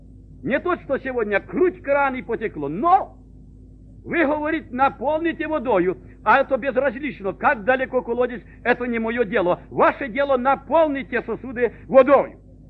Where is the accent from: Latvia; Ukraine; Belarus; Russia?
Ukraine; Но мы, конечно, кто вырос на Украине, мы не раз носили коромысла на этих плечах, правда, братья?